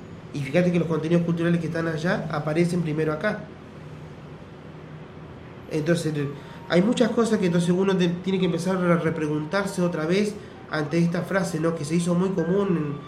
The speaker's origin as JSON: {"language": "Spanish", "country": "Argentina", "said": "como argentinos hay que empezar también a reconstruir nuestra identidad"}